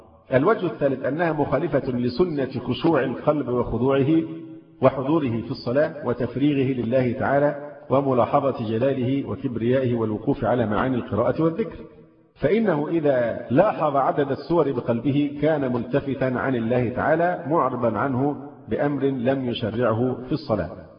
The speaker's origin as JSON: {"language": "Arabic", "country": "Egypt", "said": "فرض المفروض أن احنا مصريين وعارفين لقبه"}